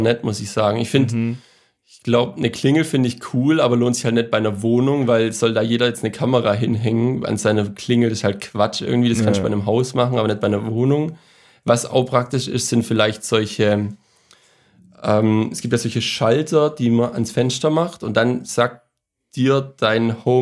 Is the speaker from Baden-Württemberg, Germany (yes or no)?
yes; Baden-Württemberg, Germany; Und ich als Schwabe kann natürlich keins von den Gründen bis auf Frustration